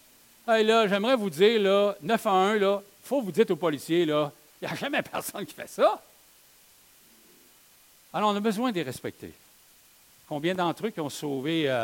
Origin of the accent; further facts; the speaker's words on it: Quebec, Canada; Est-ce que c'est facile pour nous, en tant que Québécois, d'être soumis au gouvernement?